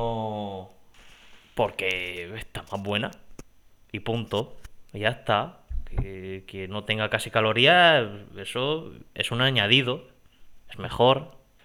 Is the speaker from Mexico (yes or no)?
no; Region of Murcia, Spain; accent: Murcian; ¿será que mi acento murciano, mi idioma panocho, mi murcianglish les conquistó?